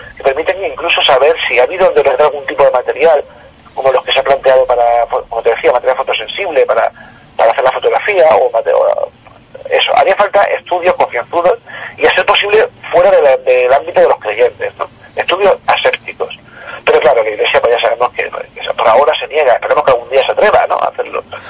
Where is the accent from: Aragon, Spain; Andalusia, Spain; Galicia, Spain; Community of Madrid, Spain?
Andalusia, Spain; Jaén; Eso sí, yo soy de Jaén, no se lo diga a la gente de Jaén.